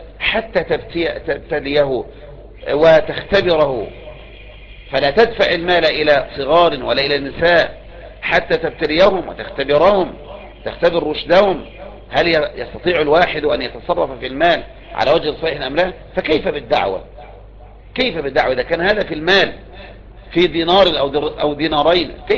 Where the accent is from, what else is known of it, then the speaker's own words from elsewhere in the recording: Egypt; الدعوة عندنا في مصر